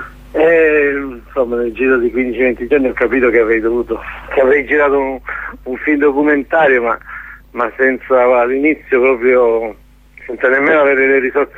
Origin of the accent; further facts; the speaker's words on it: Lecce, Apulia, Italy; ero straniero completamente a Taranto, anche se sono di Lecce, insomma, però ho vissuto tanti anni fuori.